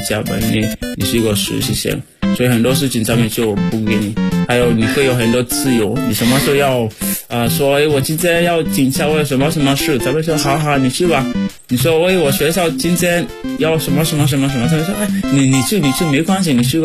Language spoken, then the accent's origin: Chinese; Sierra Leone; Chinese is a second language; now in China; 我来自塞拉利昂，然后我在中国传媒大学已经3年多了，我学习汉语，就是我的专业是国际汉语教育